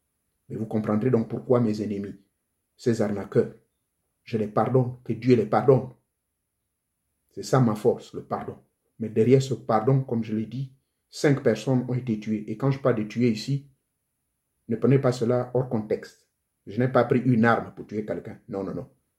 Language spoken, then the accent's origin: French; Gabon; chez moi au Gabon